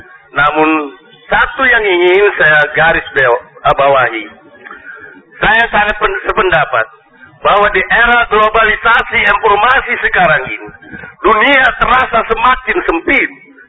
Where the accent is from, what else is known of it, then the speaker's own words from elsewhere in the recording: Banjarmasin, South Kalimantan, Indonesia; born there; Lahir di Banjarmasin 12 November 1967. 49 tahun. Apa orang Matapura, mama orang Sumandai